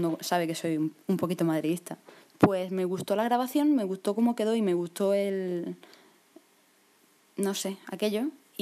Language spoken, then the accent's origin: Spanish; Murcia, Region of Murcia, Spain; pues soy de Murcia, mido 1,69.